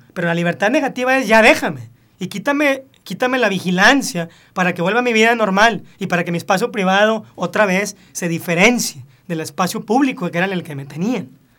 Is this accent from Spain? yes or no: no; Mexico; el día que nazco y me dan un pasaporte, pues ya soy mexicano.